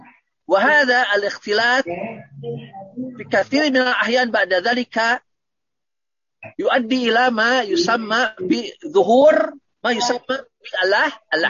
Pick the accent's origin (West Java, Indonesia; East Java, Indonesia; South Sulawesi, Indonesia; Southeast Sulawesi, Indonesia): West Java, Indonesia; first language Sundanese; Terutama bahasa daerah saya orang Sunda, makanya bahasa ibu ana adalah apa? Bahasa Sunda.